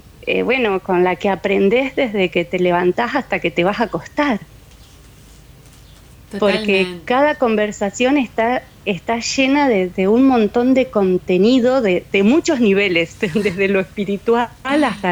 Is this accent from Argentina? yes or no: yes; Reconquista, Santa Fe, Argentina; Y yo cuando era niña vivía en Reconquista, que es muy cerquita de Guadalupe Norte, son unos 20 kilómetros de donde están Irmina y Remo.